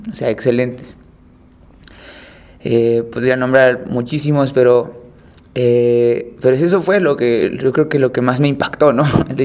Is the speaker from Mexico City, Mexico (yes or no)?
yes; Mexico City, Mexico; yo soy de aquí, de la Ciudad de México, nací en La Cruz, Iztacalco, viví mi infancia en Iztacalco y después me mudé a Iztapalapa en la adolescencia y desde siempre he estado en Iztapalapa, ¿no? En la zona oriente de la ciudad, es de ahí de donde soy.